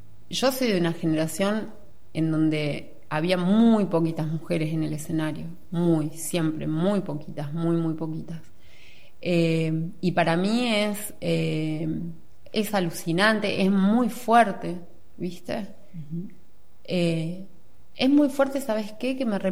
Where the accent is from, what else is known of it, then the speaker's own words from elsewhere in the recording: Sipo, Argentina; born there; Sí, allá, que es donde yo nací. Yo nací ahí. Hacía un montón de años que no tocaba en Sipo.